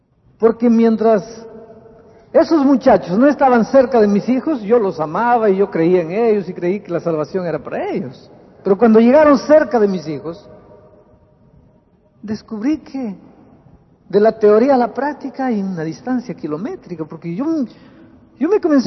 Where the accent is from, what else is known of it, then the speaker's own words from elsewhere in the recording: Peru; now in Brazil; yo estuve de vacaciones en Lima, en Perú, en mi país.